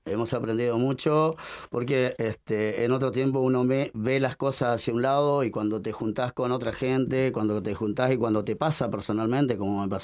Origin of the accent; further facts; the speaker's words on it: Uruguay; de mi parte lo comento siendo uruguayo